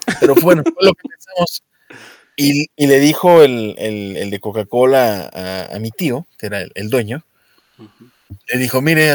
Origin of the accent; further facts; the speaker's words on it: Mexico; A veces me pregunto si soy mexicano con estos gustos raros y estos rasgos escandinavos que me cargo.